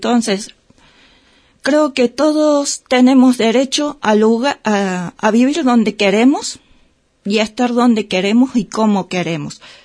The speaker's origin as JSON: {"language": "Spanish", "region": "Córdoba", "country": "Argentina", "said": "Yo que vengo de Córdoba, pasa lo mismo en Carlos Paz"}